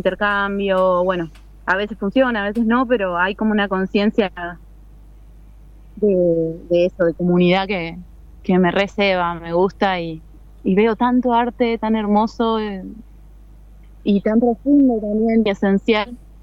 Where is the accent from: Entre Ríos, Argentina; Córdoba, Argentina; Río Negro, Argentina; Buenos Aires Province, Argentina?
Buenos Aires Province, Argentina; Quilmes; Yo vengo de Buenos Aires, de Quilmes, sí hay algo de unidad